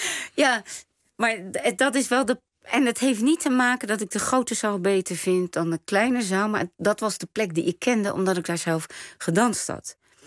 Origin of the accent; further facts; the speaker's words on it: Rotterdam, South Holland, Netherlands; En ik kom uit Rotterdam, Nederland. Dus ik heb geen exotische internationale naam.